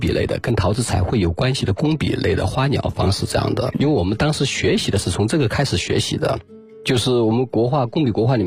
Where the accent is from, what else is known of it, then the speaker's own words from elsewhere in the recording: Linchuan, Jiangxi, China; 我是江西临川人。